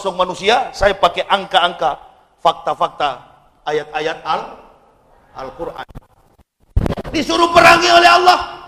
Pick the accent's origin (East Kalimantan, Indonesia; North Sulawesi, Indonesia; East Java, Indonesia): North Sulawesi, Indonesia; Manado; saya orang Sulawesi. Saya orang Manado